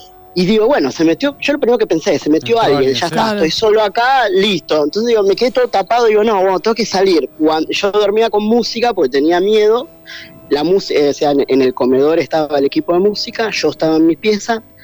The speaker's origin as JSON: {"language": "Spanish", "town": "Rosario", "region": "Santa Fe", "country": "Argentina", "lives_now": "Buenos Aires, Argentina", "said": "Bueno, yo soy de Rosario."}